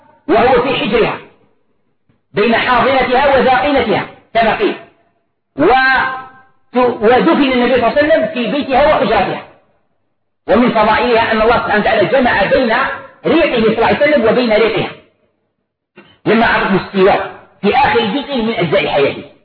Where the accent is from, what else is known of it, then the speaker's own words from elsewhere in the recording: Algeria; طبق معروف عندنا في الجزائر وفي غير الجزائر